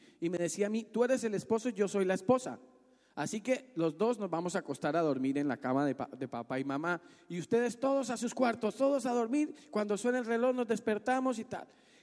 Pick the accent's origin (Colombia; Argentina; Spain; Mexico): Colombia; Sogamoso, Boyacá; ella en ese momento no estaba en mi ciudad natal, no estaba en Sogamoso